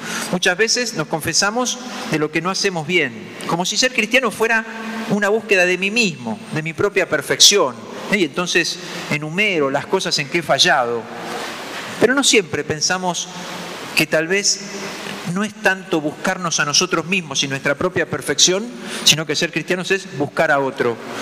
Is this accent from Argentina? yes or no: yes; Argentina; somos cristianos de la misma manera que somos argentinos y qué sé yo. Bueno, me tocó nacer en este lugar del mundo, me tocó nacer en este país, me tocó ser cristiano.